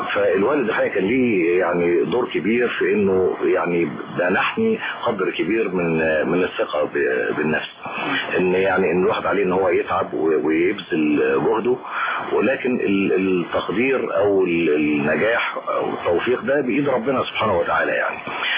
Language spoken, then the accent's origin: Arabic; Cairo, Cairo Governorate, Egypt; أنا نشأت في القاهرة في منطقة اسمها الحلمية الجديدة، وهي منطقة يعني جزء كبير منها شعبي